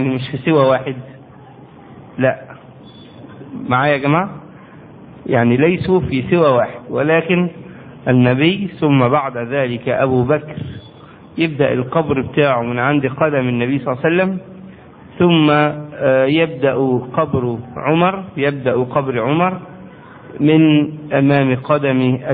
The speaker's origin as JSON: {"language": "Arabic", "country": "Egypt", "said": "يعني عندنا في مصر بنعمل كده، الحفرة بتبقى في هذا العمق يعني"}